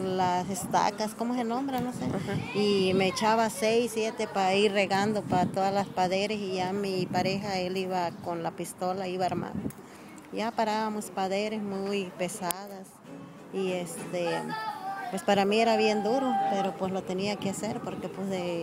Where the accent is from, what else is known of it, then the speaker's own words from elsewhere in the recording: Guerrero, Mexico; Yo soy de Tierra Caliente.